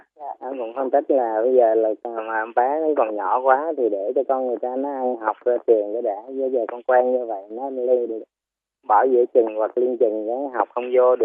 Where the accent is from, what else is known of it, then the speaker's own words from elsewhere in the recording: Central Vietnam, Vietnam; Dạ, em cũng người miền Trung.